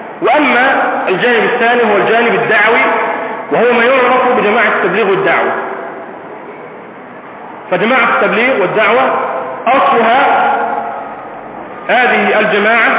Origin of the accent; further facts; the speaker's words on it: Egypt; عندنا في مصر